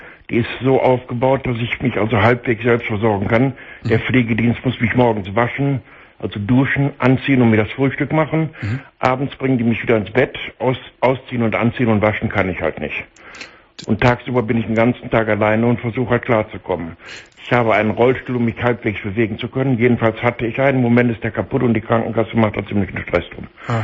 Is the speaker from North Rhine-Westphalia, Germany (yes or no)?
yes; Solingen, North Rhine-Westphalia, Germany; born there; also born or lived in Berlin; Ich bin dann von Berlin wieder nach Hause gezogen, in meine Geburtsstadt nach Solingen.